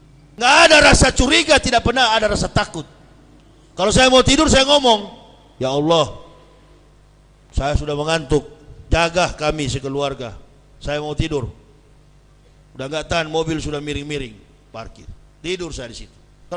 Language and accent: Indonesian; Manado, North Sulawesi, Indonesia; saya orang Manado.